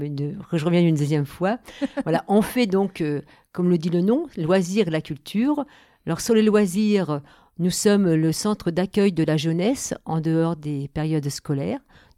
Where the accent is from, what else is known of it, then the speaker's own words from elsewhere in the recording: Le Havre, Normandy, France; moved away as an adult; now in La Bresse, France; Alors, je viens du Havre. Je suis arrivée à la Bresse il y a 42 ans.